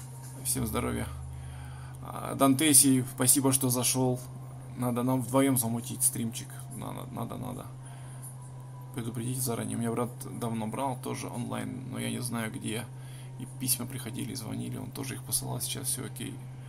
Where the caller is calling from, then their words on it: Khabarovsk Krai, Russia; Я с низовья Амура